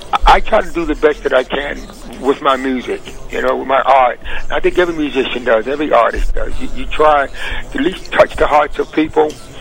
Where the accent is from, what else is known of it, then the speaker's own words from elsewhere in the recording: North Carolina, United States; I'm from North Carolina.